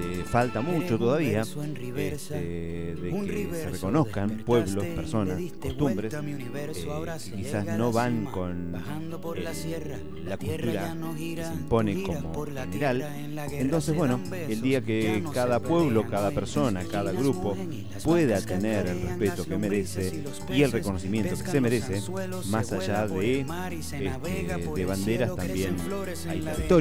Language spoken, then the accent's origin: Spanish; Argentina; es lo que nos pasa como sociedad, como pueblo argentino en este caso, ¿sí?